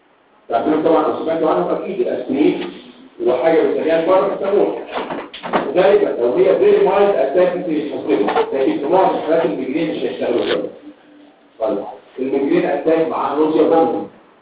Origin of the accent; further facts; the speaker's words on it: Egypt; اللي هو عندنا في مصر كل حاجه صح